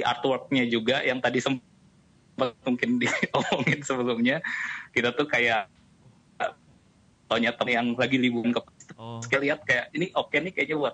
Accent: Tasikmalaya, West Java, Indonesia; now in Jakarta, Indonesia; kita tuh semuanya asalnya dari Tasik. Cuman karena harus ngerantau dan satu lain hal, akhirnya 2 dari 3 personel kita tuh sekarang udah pindah ke Jakarta. Gue sendiri kayak udah beberapa tahun tinggal di Jakarta.

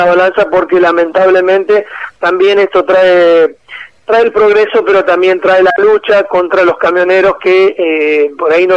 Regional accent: Argentina; lo han pensado como que somos argentinos y que nos merecemos estar conectados con el país

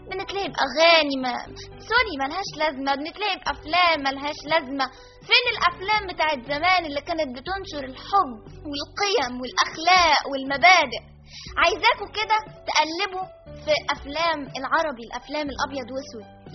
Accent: Egypt; طب ليه احنا كنا مشهورين كمصريين بحاجه واحده، بالترابط؟

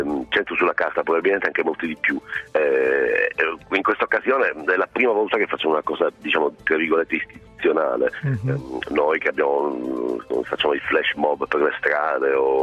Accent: Sicily, Italy; Io, essendo siciliano, ho la notizia fresca delle navi dell'orrore

